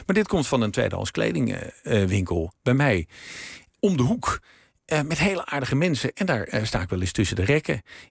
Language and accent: Dutch; North Holland, Netherlands; In mijn geval, we groeiden op in het Gooi.